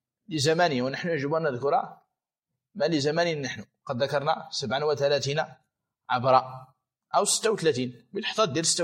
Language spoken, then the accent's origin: Arabic; Morocco; يعني أكثر العنب عندنا في المغرب الآن غالبه يباع فاكهة.